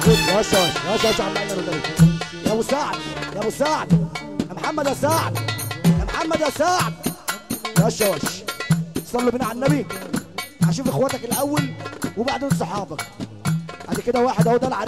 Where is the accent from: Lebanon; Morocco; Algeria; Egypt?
Egypt; Cairo, Cairo Governorate; اقسم برب ولادي انا من القاهرة